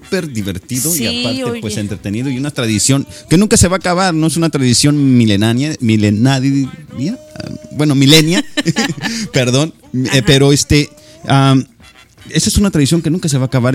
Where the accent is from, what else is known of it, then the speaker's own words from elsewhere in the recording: Zacatepec, Morelos, Mexico; yo soy del estado de Morelos, ahí en Zacatepec fue que nací